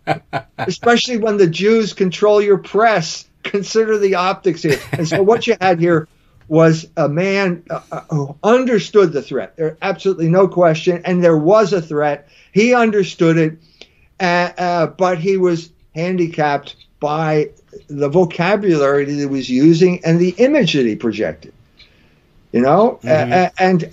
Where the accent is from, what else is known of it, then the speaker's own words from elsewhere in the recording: Indiana, United States; I'm also from Indiana, and my children went to IU Bloomington.